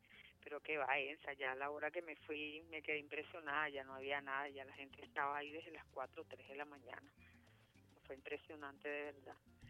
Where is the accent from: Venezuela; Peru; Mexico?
Venezuela; Y nosotros como venezolanos y como patriotas y como camaradas